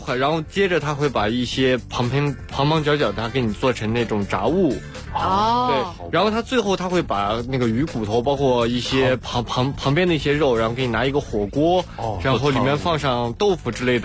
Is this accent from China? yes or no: yes; China; 我说我是中国人，然后马上就切换成了中文